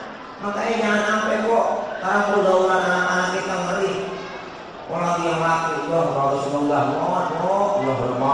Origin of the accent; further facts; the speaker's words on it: Kemayoran, Jakarta, Indonesia; Kalau biasanya kita orang Betawi kemayoran namanya dapet-dapet, ada ciri-ciri nama orang Betawi.